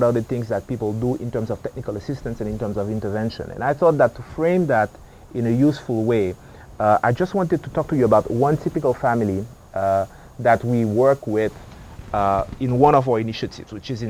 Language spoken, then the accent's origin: English; Haiti; now in United States; I was born and raised in Haiti. I've been in the U.S. for a long time.